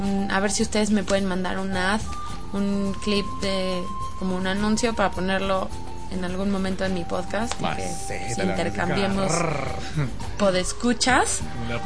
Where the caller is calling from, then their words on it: Mexico City, Mexico; de la Ciudad de México.